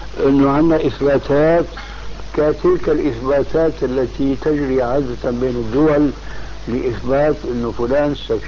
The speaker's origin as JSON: {"language": "Arabic", "town": "Damascus", "region": "Damascus Governorate", "country": "Syria", "said": "المهم كان عندنا في دمشق شيخ طابق"}